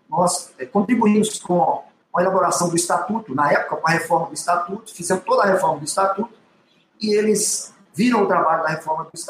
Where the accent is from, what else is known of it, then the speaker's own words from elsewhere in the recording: Contagem, Minas Gerais, Brazil; Sou americano e eu morava no centro de Contagem, próximo ao Vale Verde. E eu, criança, com 3 anos de idade, eu já, 3, 4 anos de idade, já frequentava ali o Vale Verde.